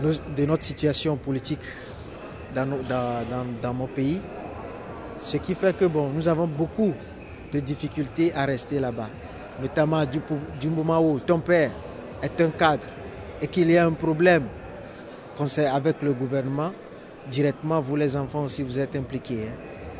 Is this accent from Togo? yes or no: yes; Togo; Je viens du Togo, moi. Du Togo. Je suis togolais.